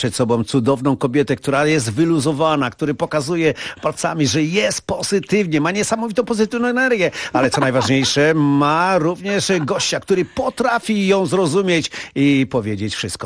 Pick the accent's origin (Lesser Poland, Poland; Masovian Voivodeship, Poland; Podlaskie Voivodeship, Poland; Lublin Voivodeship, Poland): Masovian Voivodeship, Poland; Warsaw; Wychowałem się na Powiślu w fajnych warunkach